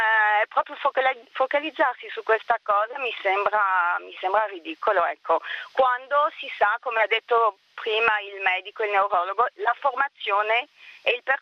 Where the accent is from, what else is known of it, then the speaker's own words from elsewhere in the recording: France; Italian is a second language; now in Padua, Italy; Io sono una francese che vive in Italia da 28 anni.